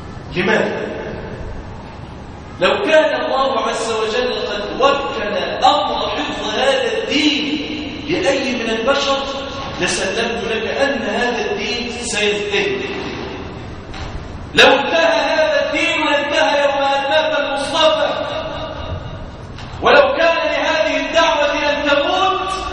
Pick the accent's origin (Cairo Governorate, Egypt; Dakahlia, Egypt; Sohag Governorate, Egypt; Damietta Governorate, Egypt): Damietta Governorate, Egypt; Damietta; اللهم احفظ بلادنا دمياط واجعلها واحة للأمن والأمان